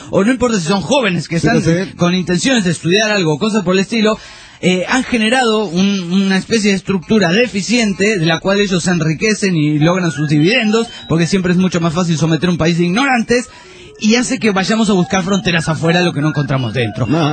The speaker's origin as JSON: {"language": "Spanish", "region": "Sonora", "country": "Mexico", "said": "Le comento que yo soy de Sonora"}